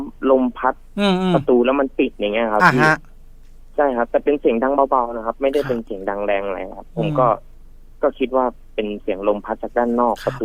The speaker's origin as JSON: {"language": "Thai", "region": "Rayong", "country": "Thailand", "said": "ผมเป็นคนระยองอยู่แล้วครับพี"}